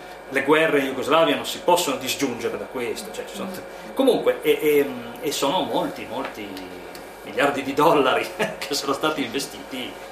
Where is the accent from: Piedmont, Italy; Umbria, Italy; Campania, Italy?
Piedmont, Italy; io sono piemontese. Io sono nato in collina, ho vissuto in collina